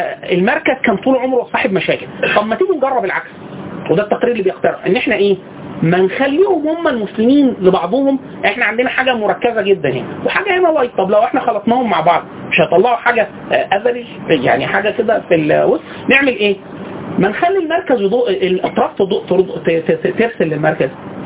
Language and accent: Arabic; Egypt; حتى في وجهه نظرنا احنا كمصريين